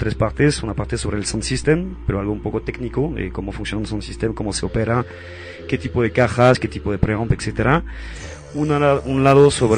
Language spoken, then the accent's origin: Spanish; Mexico; estoy yo, soy mexicano parece